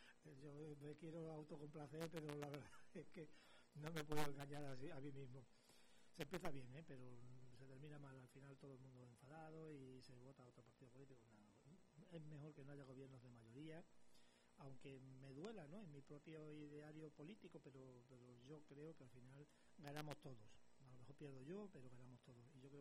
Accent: Extremadura, Spain; yo soy extremeño, ustedes lo saben, yo soy extremeño.

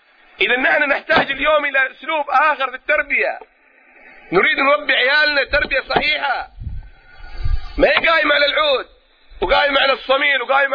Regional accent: Mukalla, Hadhramaut, Yemen; born there; من مواليد المكلا حضرموت، الاصل من دوعن

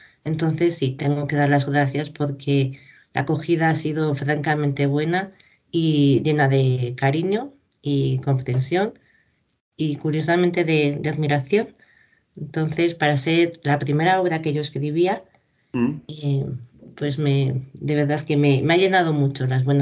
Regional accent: Ávila, Castile and León, Spain; aquí en mi ciudad natal, en Ávila

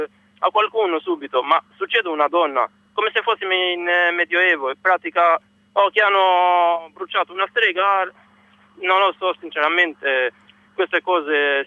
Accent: Albania; now in Messina, Italy; Io albanese.

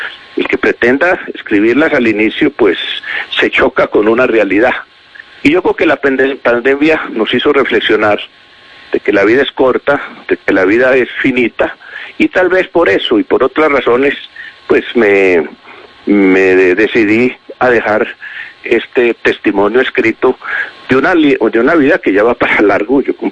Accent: Medellín, Antioquia, Colombia; born there; Medellín tenía, imagínese usted, 200.000 habitantes. Yo nací en Medellín. Colombia tenía 8 millones de habitantes.

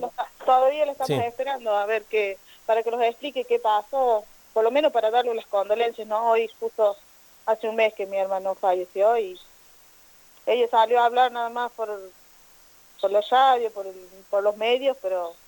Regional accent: Villa Sarmiento, Córdoba, Argentina; nosotros no votamos en Villa Dolores, nosotros somos de Villa Sarmiento.

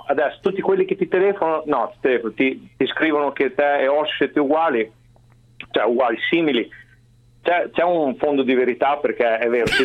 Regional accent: Emilia-Romagna, Italy; Sono romagnolo tutta la vita

